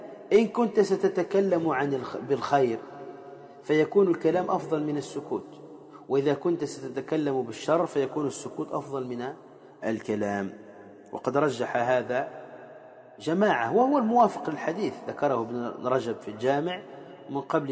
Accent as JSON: {"language": "Arabic", "country": "Tunisia", "said": "وكما يقال عندنا في تونس"}